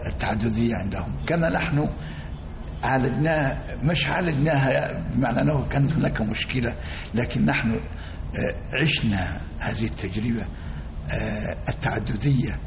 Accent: Egypt; أن يحمي بلدنا مصر، وأن يكون أهل مصر على قدر في وعيهم

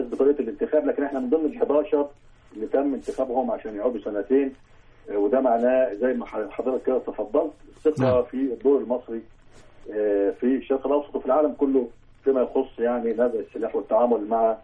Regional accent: Egypt; بالنسبه احنا عندنا في مصر

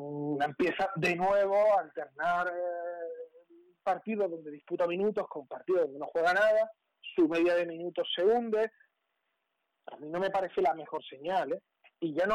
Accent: Málaga, Andalusia, Spain; los dos que somos de Málaga

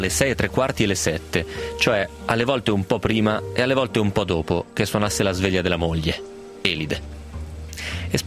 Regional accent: Piedmont, Italy; A Cameri, certo, a vicino, Cameri, vicino al mio paese, dove si fa il miglior gorgonzola.

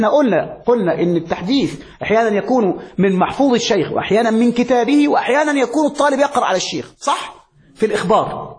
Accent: Egypt; عندنا في مصر

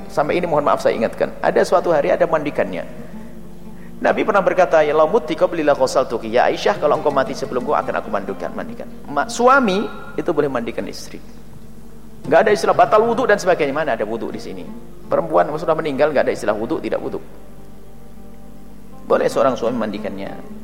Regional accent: Cirebon, West Java, Indonesia; Nanti Cirebon saja, saya orang Cirebon ya.

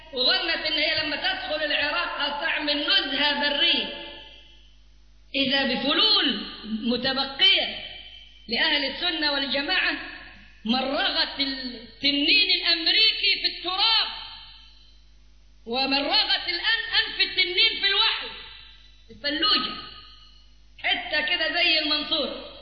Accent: Cairo, Cairo Governorate, Egypt; وشوية عندنا في القاهرة قاعدين برفضه

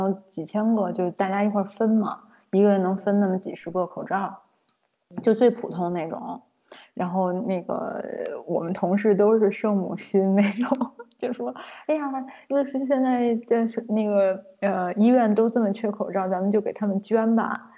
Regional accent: China; 我是中国人

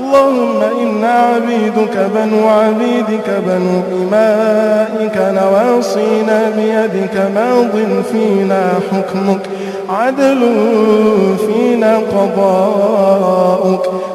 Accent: Egypt; اللهم واحفظ بلدنا مصر من كل سوء وشر

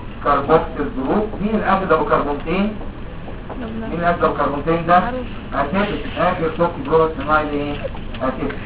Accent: Egypt; في مكتب الصحه عندنا في مصر

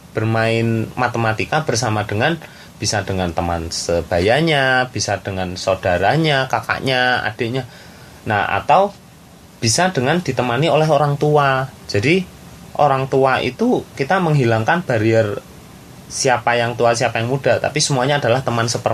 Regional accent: Magelang, Central Java, Indonesia; Kan kebetulan asal saya kan asli Magelang.

